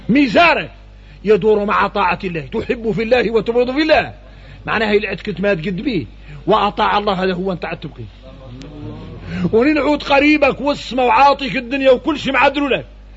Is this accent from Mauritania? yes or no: yes; Mauritania; هذا احنا موريتاني